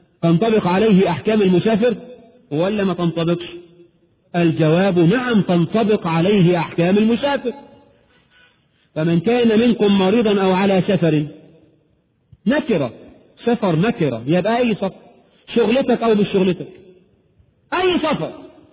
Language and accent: Arabic; Egypt; علينا كمصريين